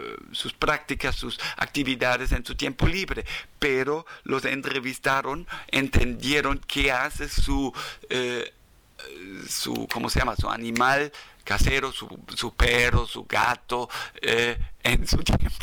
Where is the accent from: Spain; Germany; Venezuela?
Germany; first language German; Spanish is a second language; las entrevistas de antropólogos como yo, alemán, que habla de su lengua materna alemán, después aprende, a lo mejor aprende de su segunda lengua maya, pero mayormente primero aprende el español